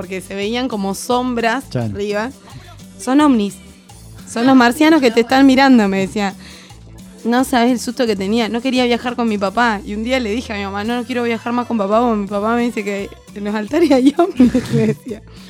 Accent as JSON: {"language": "Spanish", "region": "Chubut", "country": "Argentina", "tie": "born or raised there", "said": "en el paisaje rupestre, se podría decir, de Chubut. hay un trayecto que va de mi pueblo a la ciudad de Trelew"}